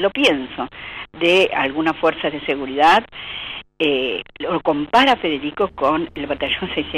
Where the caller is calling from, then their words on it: Almagro, Buenos Aires, Argentina; de Almagro.